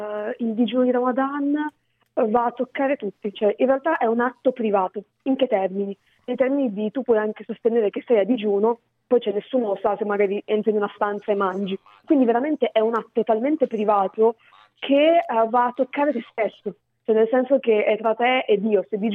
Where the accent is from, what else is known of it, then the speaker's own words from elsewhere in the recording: Milan, Lombardy, Italy; now in Reggio Emilia, Italy; Sono milanese d'origine, ma mi sono trasferita a Reggio Emilia.